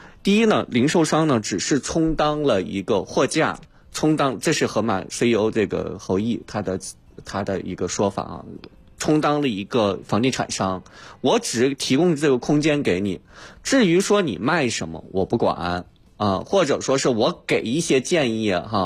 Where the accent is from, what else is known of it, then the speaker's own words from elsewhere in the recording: China; 我们发现我们中国人也是特别厉害